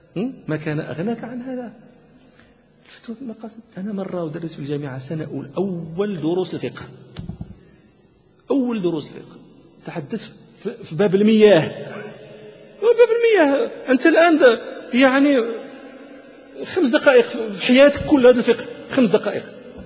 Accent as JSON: {"language": "Arabic", "country": "Morocco", "said": "والآن يدرس في عندنا في المغرب"}